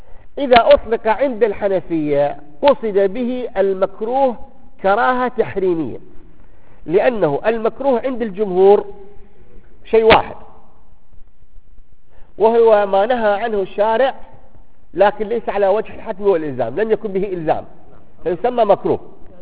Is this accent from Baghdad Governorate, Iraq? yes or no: yes; Baghdad, Baghdad Governorate, Iraq; فاليوم المفتى عندنا في بغداد